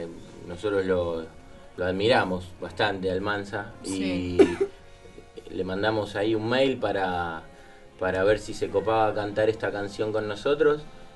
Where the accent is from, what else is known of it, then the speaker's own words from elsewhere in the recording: Bernal, Buenos Aires Province, Argentina; Nosotros somos de Bernal.